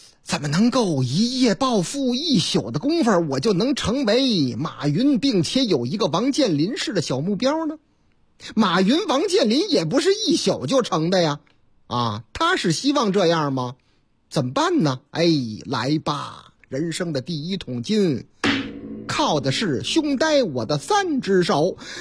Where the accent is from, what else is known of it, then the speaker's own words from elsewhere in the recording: Chongqing, China; 在我老家重庆，咱村重庆，说是这个重庆璧山那个地方啊